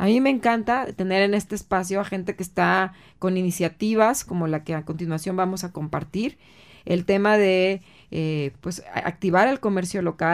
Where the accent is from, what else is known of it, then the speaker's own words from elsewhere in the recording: Acapulco, Guerrero, Mexico; yo crecí en Acapulco y todos los domingos nos llevaban a centro de convenciones